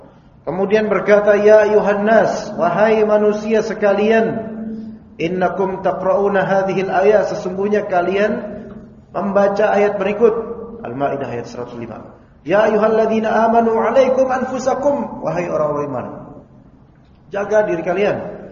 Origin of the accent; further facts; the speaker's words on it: Jakarta, Indonesia; ana pun dari kecil di Kalibata.